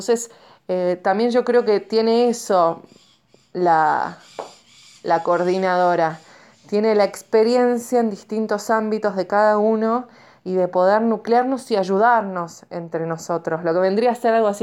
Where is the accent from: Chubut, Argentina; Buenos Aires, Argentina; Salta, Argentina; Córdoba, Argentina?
Córdoba, Argentina; Villa Rumipal; Soy de Barrio Parque del Corcovado, queda dentro de lo que es el municipio de Villa Rumipal.